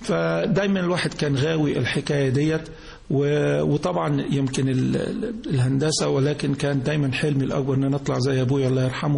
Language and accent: Arabic; Giza, Giza Governorate, Egypt; born there; انا اتولدت في الجيزه، والدي ووالدتي من المنصوره، ميلادي كان في شارع الجيزه اللي هو في شارع اللي في الجامعه، حيث ان والدي كان استاذ في الجامعه، وانا تقريبا عندي 4-5 سنين انتقلنا لمساكن هيئه التدريس